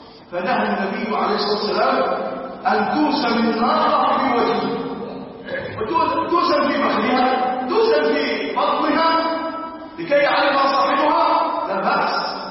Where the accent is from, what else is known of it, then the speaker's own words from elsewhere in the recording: Egypt; كل يوم كل ليلة ونحن نرجع في بلادنا مصر